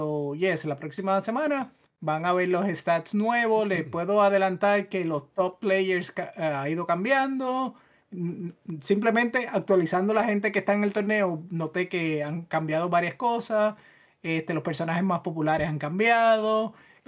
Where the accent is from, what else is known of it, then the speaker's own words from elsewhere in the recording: Puerto Rico; Pero yo creciendo en Puerto Rico no hay tanta variedad de calabaza